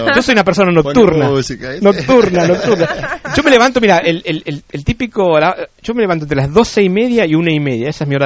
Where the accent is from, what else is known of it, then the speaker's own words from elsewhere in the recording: California, United States; Yo vengo de California, que eran los laid back, ¿viste?